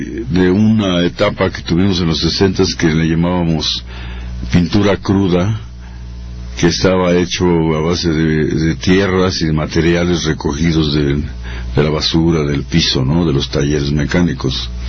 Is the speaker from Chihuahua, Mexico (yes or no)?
no; Mexico City, Mexico; en un barrio proletario. Nací en la Guerrero, pero luego me fui a la Plutarco Elías Calles